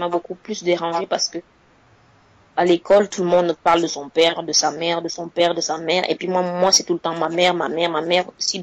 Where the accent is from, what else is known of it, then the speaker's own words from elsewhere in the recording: Cameroon; now in Switzerland; c'est l'équivalent du bac chez nous au Cameroun.